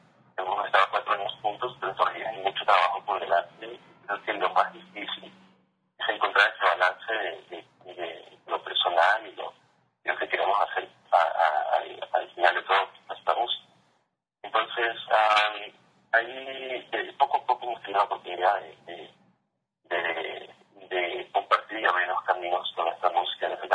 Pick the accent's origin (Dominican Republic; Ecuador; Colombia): Ecuador; Yo crecí en Ecuador, en Sudamérica, y mis influencias son diferentes al resto de la banda.